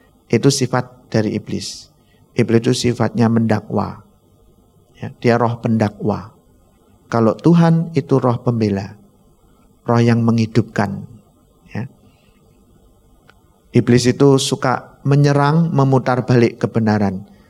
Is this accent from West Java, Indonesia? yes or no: no; Bojonegoro, East Java, Indonesia; Saya orang Bojonegoro.